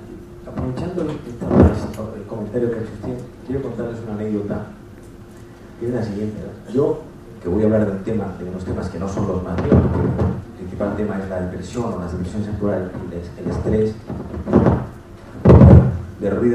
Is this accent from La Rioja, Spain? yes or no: no; Andalusia, Spain; En Andalucía, que es de donde yo soy, a los médicos psiquiatras se les llama médico de los nervios.